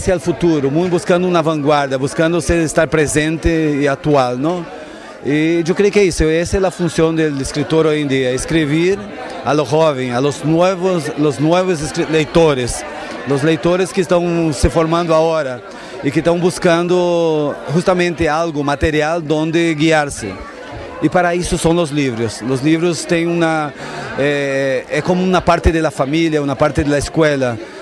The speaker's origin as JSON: {"language": "Spanish", "town": "Porto Alegre", "region": "Rio Grande do Sul", "country": "Brazil", "tie": "born or raised there", "moved": "yes", "lives_now": "Venezuela", "said": "soy natural de Porto Alegre, sur de Brasil. Tengo más o menos 20 años en Venezuela."}